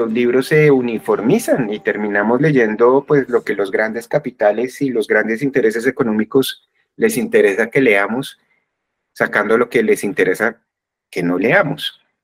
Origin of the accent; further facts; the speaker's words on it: Colombia; por qué somos como somos los colombianos